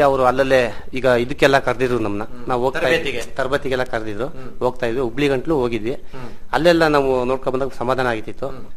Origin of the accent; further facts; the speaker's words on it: Gonibeedu, Karnataka, India; ನಮ್ದು ಗೋಣಿಬೀಡು ನಮ್ಮೂರು, ನಮ್ಗೆ 2 ಎಕರೆ ಜಮೀನ್ ಇತ್ತು.